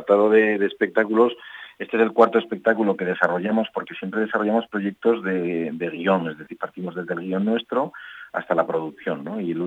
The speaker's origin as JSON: {"language": "Spanish", "town": "Cintruénigo", "region": "Navarre", "country": "Spain", "said": "Como la mayoría de los patronos somos de Cintruénigo, pues la mayoría de las cositas que estamos haciendo tienen que ver con Cintruénigo."}